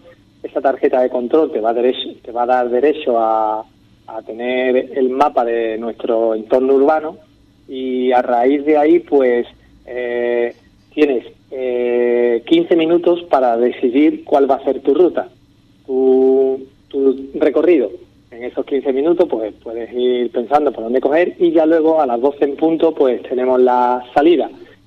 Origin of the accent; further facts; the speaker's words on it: Ubrique, Andalusia, Spain; cuántas cosas tiene Ubrique que yo no sabía, ¿sabes? Y eso que yo me considero un conocedor de mi pueblo